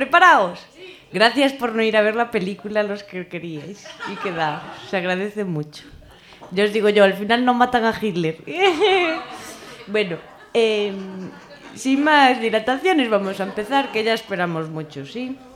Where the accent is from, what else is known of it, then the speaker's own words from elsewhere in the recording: Galicia, Spain; inspirada en las Rías Baixas, de donde yo soy, ¿sí? Se me nota que no soy de Granada, ¿sí?